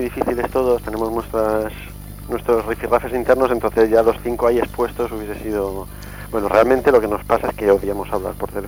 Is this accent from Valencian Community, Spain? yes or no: no; Madrid, Community of Madrid, Spain; now in Seville, Spain; yo soy de Madrid también, aunque vivo en Sevilla.